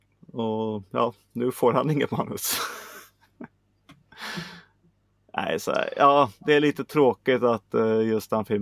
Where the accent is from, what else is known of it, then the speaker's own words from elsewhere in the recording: Sweden; det är vår nu och vi är svenskar, vi ska klaga.